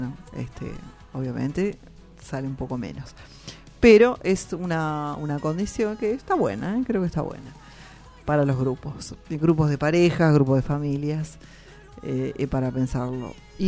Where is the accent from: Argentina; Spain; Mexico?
Argentina; nosotros tenemos la obligación como argentinos de conocer nuestras queridísimas cataratas del Iguazú